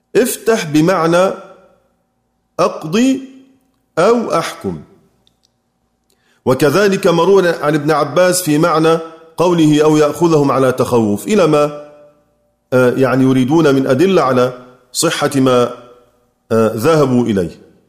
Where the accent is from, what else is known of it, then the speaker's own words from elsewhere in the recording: Egypt; هل أستطيع أنا كمصري إني أقول إني أحيط بكل معاني كلمات على أقل بلدي؟